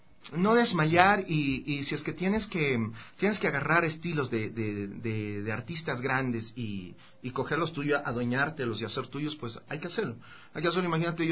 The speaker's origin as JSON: {"language": "Spanish", "country": "Ecuador", "said": "no, soy de aquí, soy ecuatoriano. Soy ecuatoriano."}